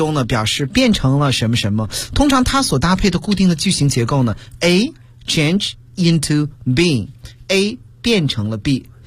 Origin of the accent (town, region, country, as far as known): China